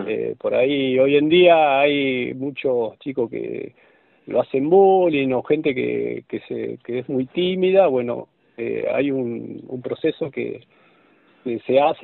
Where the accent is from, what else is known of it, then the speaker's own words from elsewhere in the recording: Buenos Aires, Argentina; Yo soy de Buenos Aires, toda la carrera la hice en Buenos Aires, estoy acá actualmente